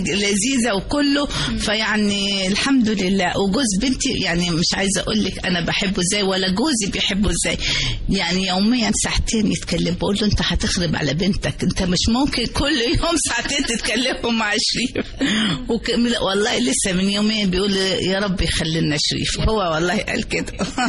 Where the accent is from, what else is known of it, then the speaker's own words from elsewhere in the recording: Upper Egypt, Egypt; فبقول لهم لا أنا صعيدية